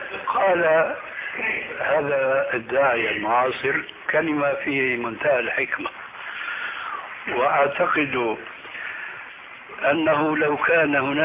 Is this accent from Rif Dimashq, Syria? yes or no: no; Damascus, Damascus Governorate, Syria; كما يقولون عندنا في دمشق بدها الزكتاف